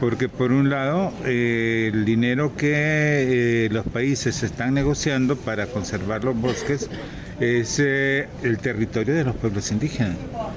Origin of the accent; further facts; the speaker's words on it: Honduras; yo que soy de Honduras, el gobierno de Honduras hizo acuerdos